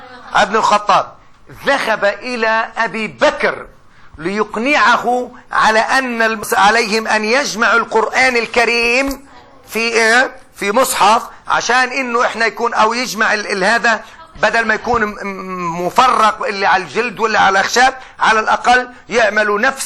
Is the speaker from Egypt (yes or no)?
no; Palestine; حتى احنا كفلسطينيين